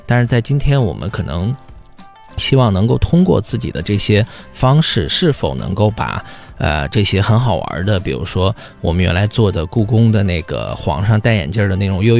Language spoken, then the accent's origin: Chinese; Xinjiang, China; moved away as an adult; 比如说我很小的时候在新疆